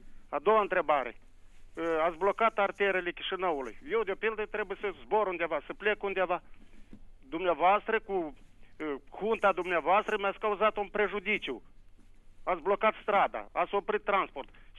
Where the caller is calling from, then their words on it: Colibaș, Cahul District, Moldova; sunt de la Colibaș